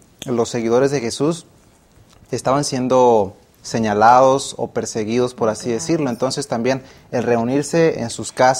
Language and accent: Spanish; Michoacán, Mexico; soy originario de Michoacán y estudio teología aquí en la Universidad de Montemorelos.